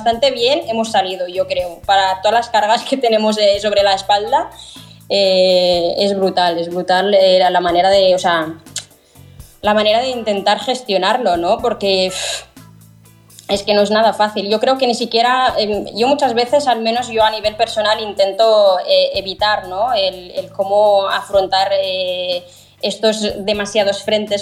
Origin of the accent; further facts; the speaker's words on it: Western Sahara; yo como mujer saharaui, por ejemplo, también nos encontramos con el hándicap de ser también refugiadas, ¿no? De no tener tampoco un territorio donde asentarte.